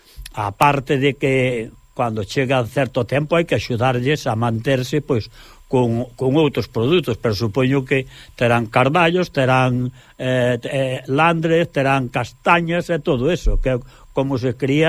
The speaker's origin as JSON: {"language": "Galician", "region": "Galicia", "country": "Spain", "lives_now": "Catalonia, Spain", "said": "Pode haber moitos cocidos, pero como galego, me parece a mí que hai poucos."}